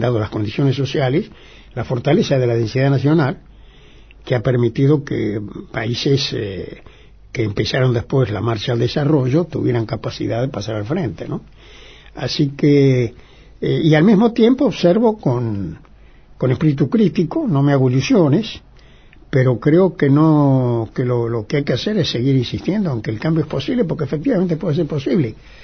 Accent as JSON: {"language": "Spanish", "country": "Argentina", "said": "yo creo que soy un argentino que ha hecho lo que puede"}